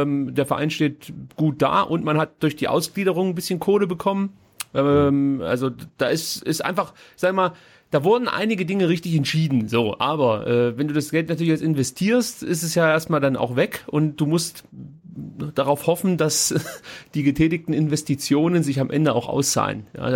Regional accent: Stuttgart, Baden-Württemberg, Germany; so eine gewisse Skepsis bleibt einfach. Das hat man als Stuttgarter, glaube ich, an sich.

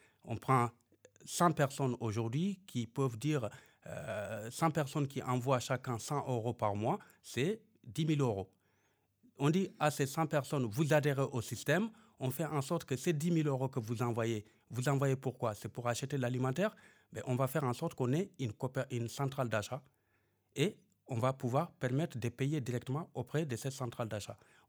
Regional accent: Guidimaka, Mauritania; moi, je suis de Guidimara

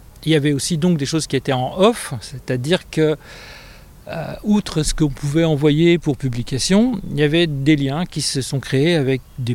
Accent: Héricourt, Bourgogne-Franche-Comté, France; Enfant, j'ai grandi en Haute-Saône, et dans une petite ville qui s'appelle Héricourt.

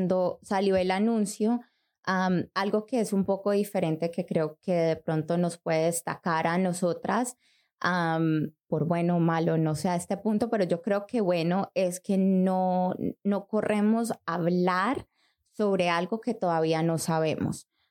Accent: Colombia; yo soy colombiana.

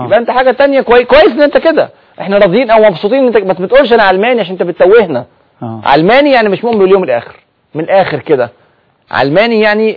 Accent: Egypt; فهم كانوا فرحانين جدا جدا لاحداث الثوره اللي حصلت عندنا في مصر

